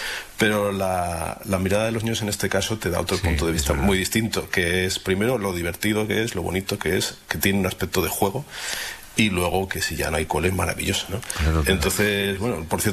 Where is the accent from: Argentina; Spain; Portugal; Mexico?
Spain; León, Castile and León; me recuerdan a la infancia, porque yo de pequeño vivía en León